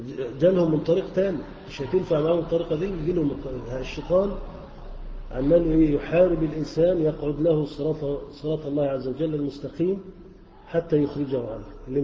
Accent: Egypt; احنا كلنا مصريين وكلنا مسلمين،

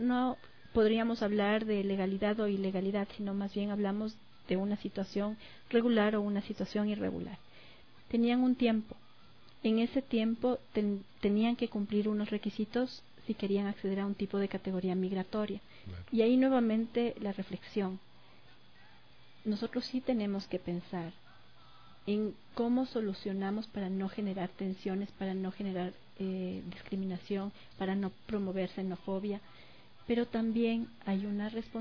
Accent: Ecuador; Yo como ciudadana, yo como ecuatoriana, cuando he tenido que salir del país

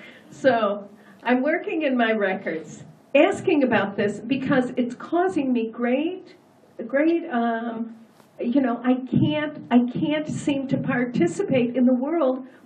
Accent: United States; Okay, now authority was very difficult for me because I am an American

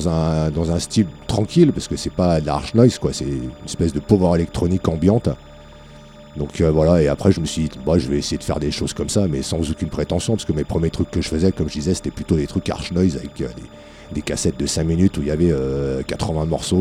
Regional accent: France; forcément pas mal en France vu qu'on est français.

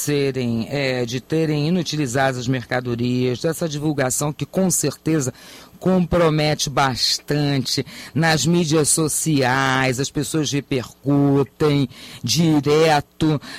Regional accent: Niterói, Rio de Janeiro, Brazil; particularmente, eu sou de Niterói, posso até falar um pouquinho melhor.

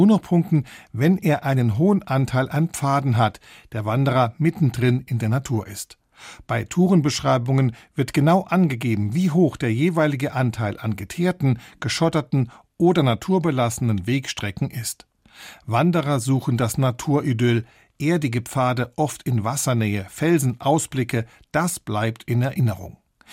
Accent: Saarland, Germany; Ich bin am Bostalsee aufgewachsen.

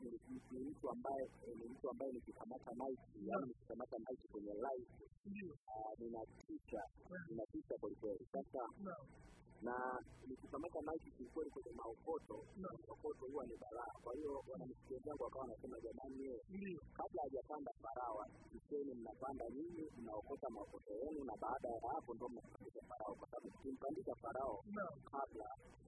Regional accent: Tanzania; mimi ni Mtanzania kabisa halisi. Mimi baba yangu ni Mbena, mama yangu ni Mnyakyusa. Kwa hiyo mimi ni Mtanzania.

